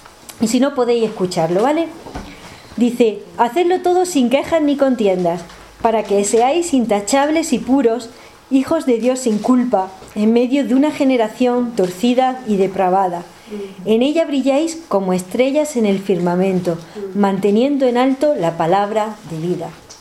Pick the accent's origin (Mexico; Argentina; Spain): Spain; Jaén, Andalusia; Me acuerdo, yo soy de Jaén, que allí hay una sierra